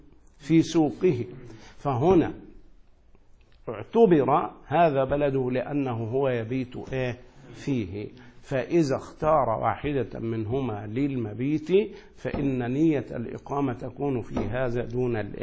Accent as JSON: {"language": "Arabic", "town": "Asyut", "region": "Asyut Governorate", "country": "Egypt", "tie": "born or raised there", "said": "يعني أنا مثلا الآن سأرجع إلى مصر، نسأل الله السلام، عندما أدخل إلى مصر سأبقى فيها أقل من 15 يوما في بلدي أسيوط."}